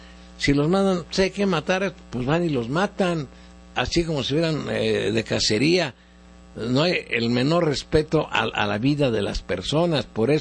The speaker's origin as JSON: {"language": "Spanish", "country": "Mexico", "said": "Yo como ciudadano mexicano tengo una opinión."}